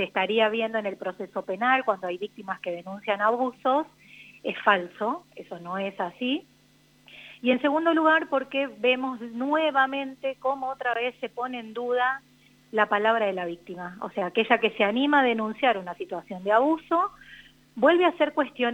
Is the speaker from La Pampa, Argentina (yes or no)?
yes; General Pico, La Pampa, Argentina; es en Santa Rosa y nosotras somos de Pico